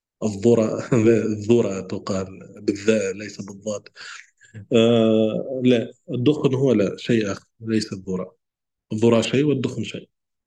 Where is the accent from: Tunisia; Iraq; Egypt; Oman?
Tunisia; يعني عندنا في تونس نقول هو الجلجلان.